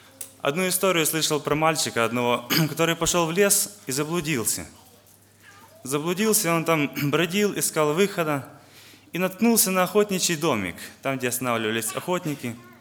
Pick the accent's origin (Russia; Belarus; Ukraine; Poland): Ukraine; Western Ukraine; я из Западной Украины, из церкви города Ровно.